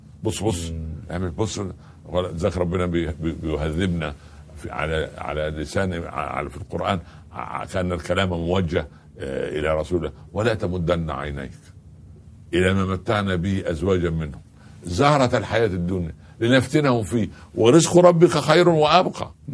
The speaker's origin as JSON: {"language": "Arabic", "country": "Egypt", "said": "ده الفلاح عندنا في مصر"}